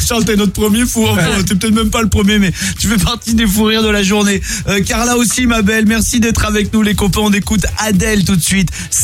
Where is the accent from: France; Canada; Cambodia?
France; Provence-Alpes-Côte d'Azur; Et puis, là d'où je viens, dans les Hautes-Alpes, c'était très alpinisme.